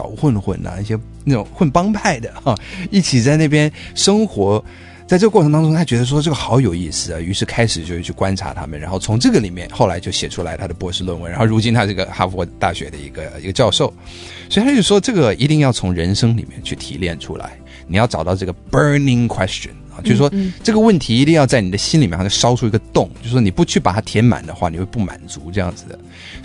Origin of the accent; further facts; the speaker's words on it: New York, United States; 那我在纽约长大的，所以我就马上就意识到说好像有什么东西不对劲